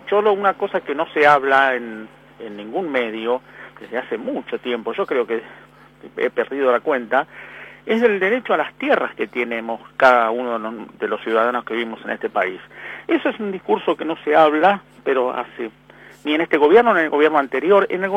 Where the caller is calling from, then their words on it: Buenos Aires, Argentina; de Floresta.